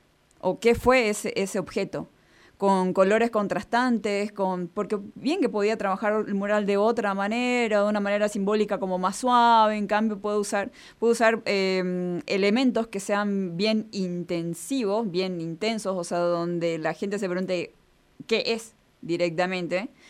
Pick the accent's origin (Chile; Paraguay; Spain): Paraguay; now in Argentina; Yo soy paraguaya.